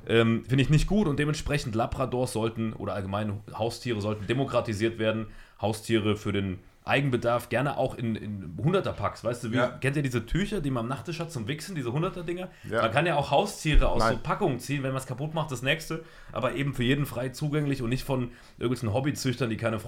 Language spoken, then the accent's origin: German; Saarland, Germany; tatsächlich, obwohl ich Saarländer bin.